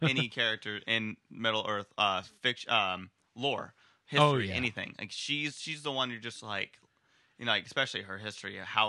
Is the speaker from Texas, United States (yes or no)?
yes; Austin, Texas, United States; Well, I'm from Austin.